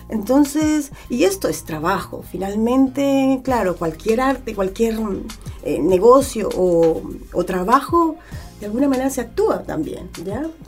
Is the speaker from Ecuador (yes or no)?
no; Colombia; now in Chile; yo me vengo de Colombia.